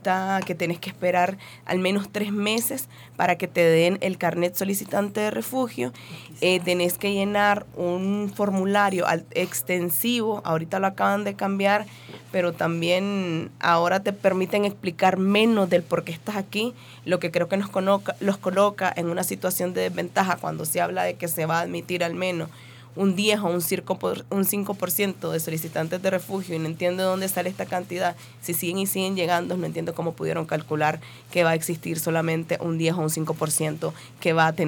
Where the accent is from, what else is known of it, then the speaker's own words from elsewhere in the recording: Monimbó, Masaya, Nicaragua; moved away as an adult; La última vez que atacaron el barrio de Monimbó, porque soy originaria de Monimbó, soy mujer indígena, entonces a mí sí me tocó salir luego de ese ataque tan fuerte que tuvimos. Entonces ya son 9 meses de estar por acá.